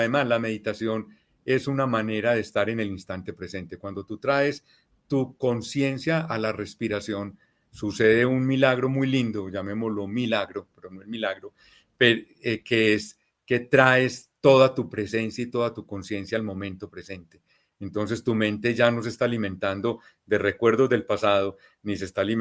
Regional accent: Colombia; yo soy colombiano

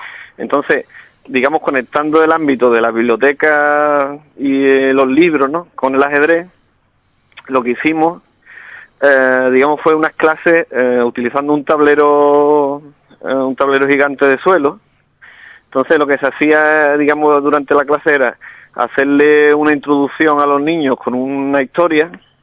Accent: Alcalá, Andalusia, Spain; mi filosofía, porque es la que me inculcaron desde pequeño en mi pueblo, ¿no? Alcalá tiene una tradición ajedrecística.

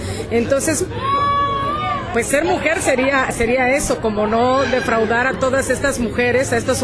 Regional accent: Oaxaca, Mexico; first language Zapotec; a sentirme contenta, orgullosa, de mi lengua materna, el zapote

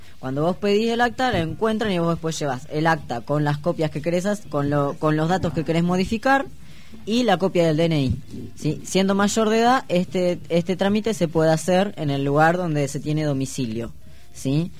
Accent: La Plata, Buenos Aires Province, Argentina; born there; yo nací acá en La Plata

